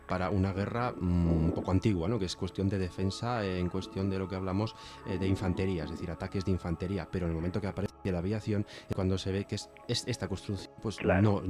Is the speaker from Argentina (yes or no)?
no; Santander, Cantabria, Spain; muere un miembro de la CNT de mi tierra, de Santander